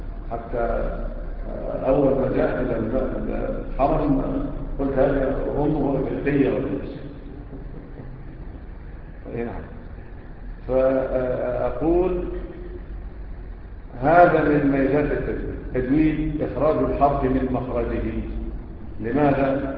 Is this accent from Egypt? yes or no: yes; Egypt; احنا كمصريين بتعمل ايه؟